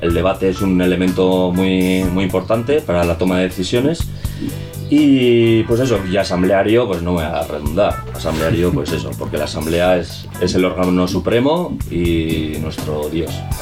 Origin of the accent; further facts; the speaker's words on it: Galdakao, Basque Country, Spain; yo vengo de otro pueblo, soy de Galdaco, y pues me vine aquí un poco tirando por el interés por la radio libre